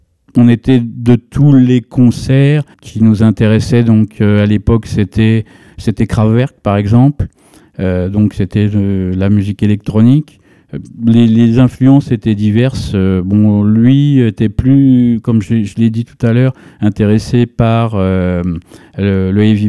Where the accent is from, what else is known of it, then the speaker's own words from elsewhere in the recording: Villejuif, Île-de-France, France; Banlieue rouge, voilà, pure banlieue rouge. Moi, je venais de Villejuif, d'une mère ouvrière et d'un père immigré italien.